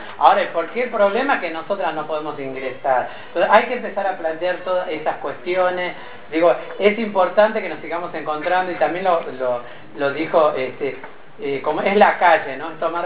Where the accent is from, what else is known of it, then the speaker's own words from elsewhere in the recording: Tucumán, Argentina; somos provincianas, somos tucumanas, somos de las provincias